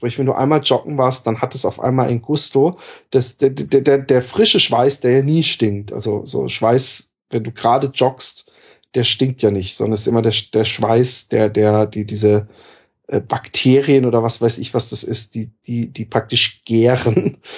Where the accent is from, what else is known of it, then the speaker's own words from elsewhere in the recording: southwest, Germany; Ich bin im Südwesten aufgewachsen, es gibt für mich nichts Schlimmeres als Äcker und Streuobstwiesen und so Feldwege.